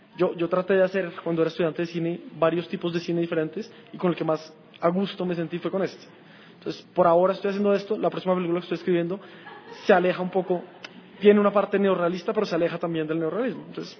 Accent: Colombia; Soy colombiano, ahí pasé mi infancia, mi adolescencia, y ahora estoy pasando una parte de mi vida adulta, entonces es mi país

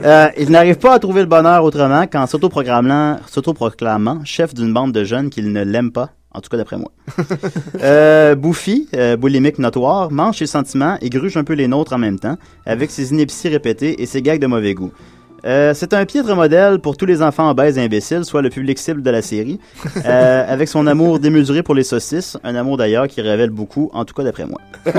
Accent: Quebec, Canada; Je viens de la Rive-Sud de Québec et j'étais un fervent amateur du festival de bande dessinée

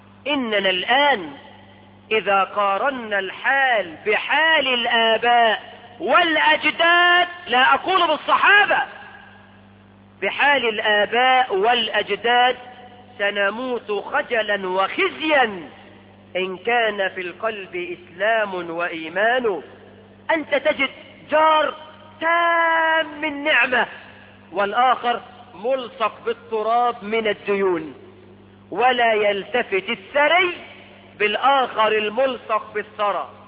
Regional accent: Egypt; احنا كمصريين

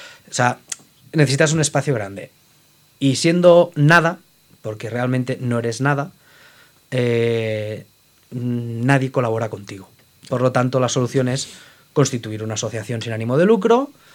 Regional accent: Barcelona, Catalonia, Spain; yo me tuve que volver a Barcelona, que es de donde soy.

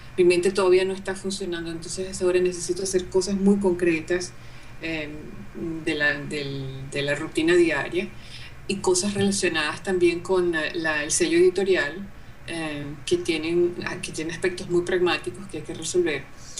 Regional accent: Venezuela; moved away as an adult; yo me fui de Venezuela por razones políticas.

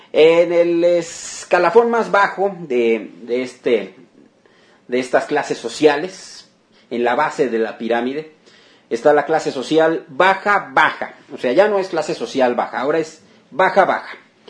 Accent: Mexico; lean, chequen las experiencias que hemos tenido como mexicanos en el pasado.

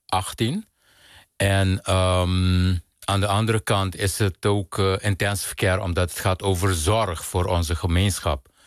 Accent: Curaçao; ik ben op Curaçao geboren en opgegroeid, waar kleur gewoon een heel bepalend element is in je dagelijks leven.

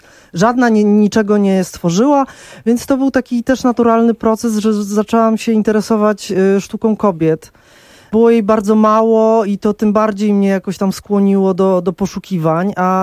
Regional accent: Warsaw, Masovian Voivodeship, Poland; Ja się wychowywałam na Gocławiu, który był osiedlem w trakcie budowy, gdzie nie było naprawdę skrawka zieleni

